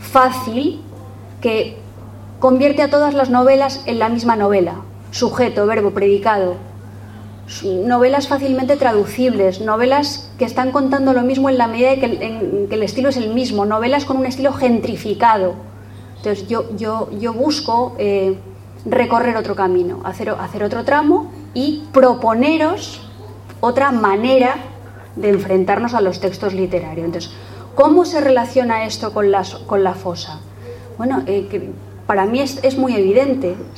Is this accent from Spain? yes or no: yes; Spain; yo soy una española, muy española, aunque nos roben el gentilicio